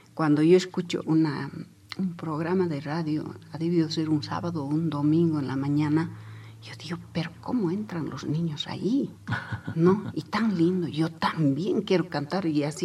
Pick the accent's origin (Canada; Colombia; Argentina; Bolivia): Bolivia; Chayanta, Potosí; Me trae primera vez a una ciudad que es Oruro. Venimos desde Chayanta, ¿no?